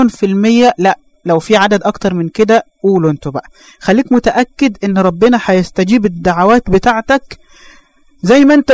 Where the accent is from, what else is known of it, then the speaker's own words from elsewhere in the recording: Egypt; وإحنا عندنا في مصر مثل بيقول النوم سلطان